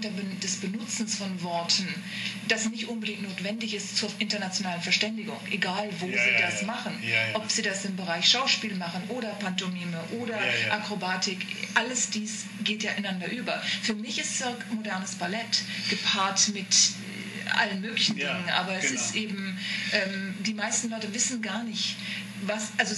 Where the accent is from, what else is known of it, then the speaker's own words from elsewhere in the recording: Bonn, North Rhine-Westphalia, Germany; ich bin aus Bonn. Also aus der Bonn-Kölner Gegend.